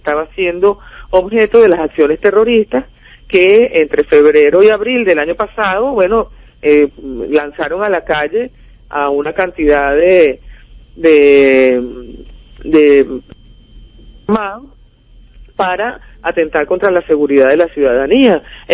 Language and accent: Spanish; Venezuela; da mucho dolor como venezolano ver a esta clase política decadente